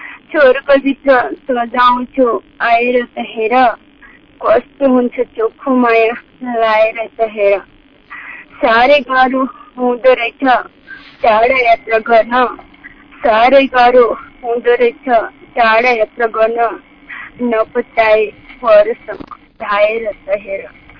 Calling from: Hareri Bazaar, Lumbini Province, Nepal; म गुल्मी जिल्लाको हारेरी बजारबाट

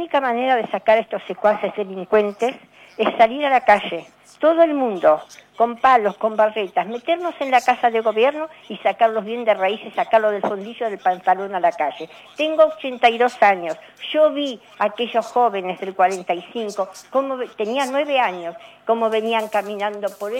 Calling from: Balvanera, Buenos Aires, Argentina; de Balvanera.

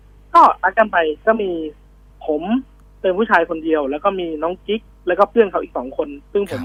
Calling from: Lampang, Thailand; ตอนนี้ผมอยู่ลำปางครับ

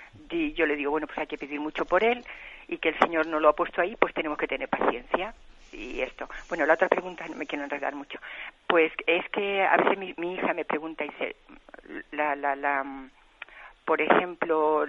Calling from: Balearic Islands, Spain; de Mallorca.

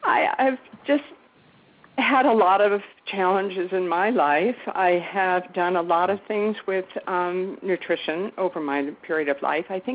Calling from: Winston-Salem, North Carolina, United States; I'm here from Winston-Salem, North Carolina.

